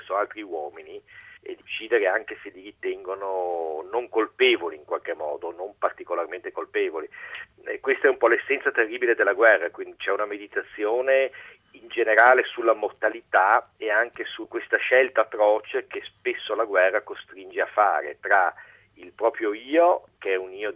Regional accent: Venice, Veneto, Italy; io sono veneziano, e questa è una storia molto veneta

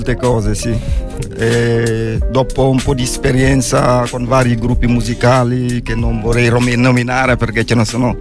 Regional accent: Senegal; Sono del Senegal, sì.

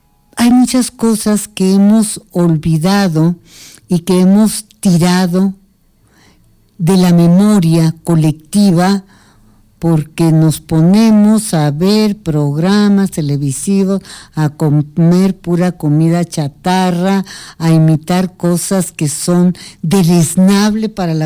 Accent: Mexico; Nosotros como pueblo mexicano tuvimos un excelente tejido social durante siglos.

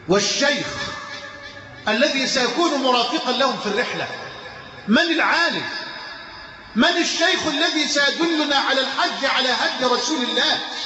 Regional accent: Egypt; اللهم اجعل بلدنا مصر امنا امانا سخاء رخاء

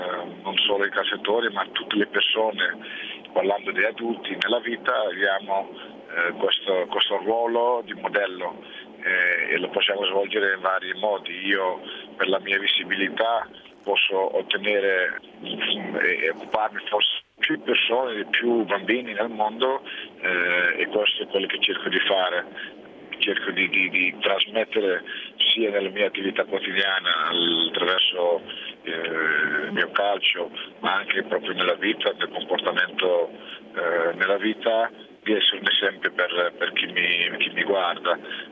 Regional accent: Suriname; nel mio paese, Suriname

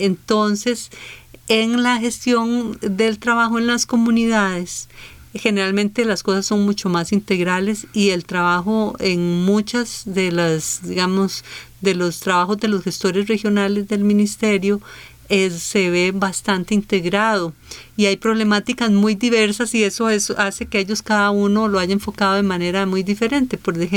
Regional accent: Costa Rica; eso nos da una dimensión de ese retrato de lo que somos como costarricenses mucho más rico del que tenemos

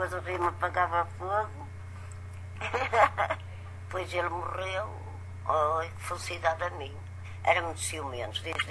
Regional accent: Porto, Portugal; born there; Nasci na Ribeira, na freguesia São Nicolau.

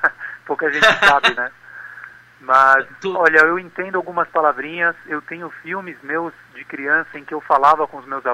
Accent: Brazil; born there; also born or lived in Italy; Exatamente. Eu nasci no Brasil.

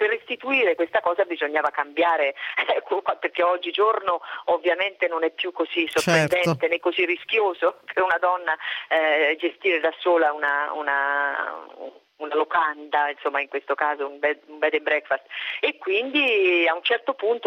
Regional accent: Tuscany, Italy; io sono toscana

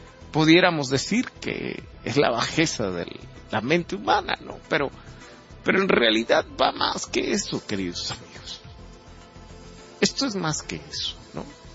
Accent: Mexico; Conservar nuestras tradiciones, por ejemplo, que nos identificara como mexicanos

